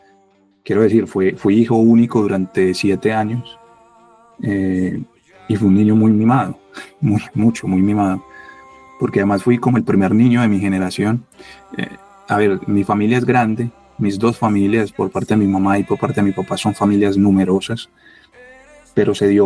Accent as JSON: {"language": "Spanish", "town": "Medellín", "region": "Antioquia", "country": "Colombia", "tie": "born or raised there", "said": "Yo me crié en Belén Los Alpes, y yo me acuerdo de patear las calles de ese barrio desde los 6, 7 años."}